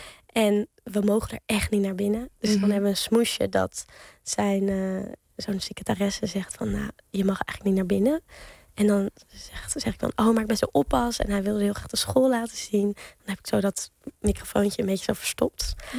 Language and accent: Dutch; Amsterdam, North Holland, Netherlands; ik kom uit het centrum van Amsterdam, bij de Nieuwmarkt. En daar had ik een zolderkamertje.